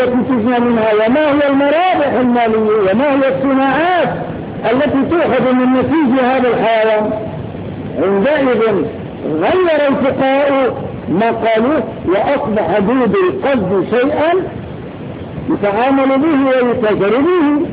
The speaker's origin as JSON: {"language": "Arabic", "country": "Morocco", "said": "وقف عندنا في المغرب"}